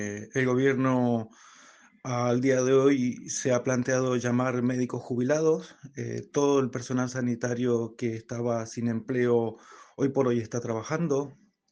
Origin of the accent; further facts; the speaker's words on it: San José, Mendoza, Argentina; now in Valencia, Spain; yo soy un mendocino de San José que llevo 13 años viviendo en Valencia.